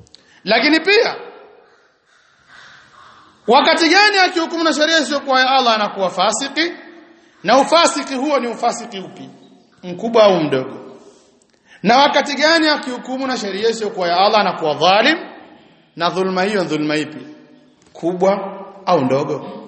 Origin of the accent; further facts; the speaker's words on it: Tanga, Tanga Region, Tanzania; Mbaya zaidi sasa kule kwetu Tanga kuna kitu kimoja kimezuka.